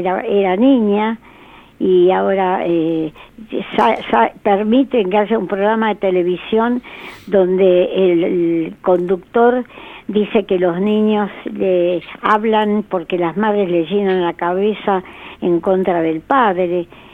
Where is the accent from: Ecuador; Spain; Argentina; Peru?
Argentina; Quiero como argentina aportar.